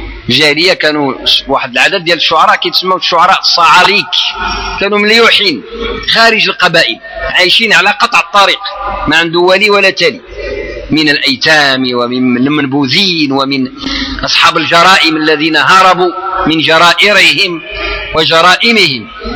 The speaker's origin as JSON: {"language": "Arabic", "country": "Morocco", "said": "ما عندك والو على الدص كما نعبروا احنا مغاربه"}